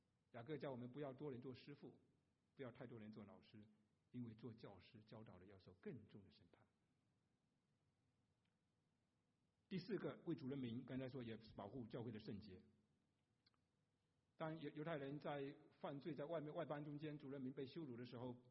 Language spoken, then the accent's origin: Chinese; China; 尤其我们中国人爱面子